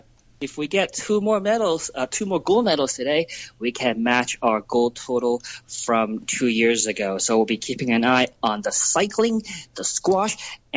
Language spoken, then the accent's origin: English; Hong Kong; I grew up in the Hong Kong 80s, and there used to be a lot of lounges in Tsim Sha Tsui East. In fact, my dad used to own one, and I sort of grew up in that environment.